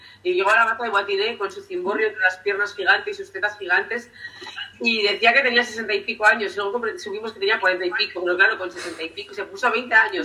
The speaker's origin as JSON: {"language": "Spanish", "town": "San Sebastián", "region": "Basque Country", "country": "Spain", "tie": "born there", "also_born_or_lived": "Errenteria", "said": "Pero yo nací en Donosti. Pero yo siempre que nací en Rentería, porque me considero que tiene mucho más que ver con mi biografía."}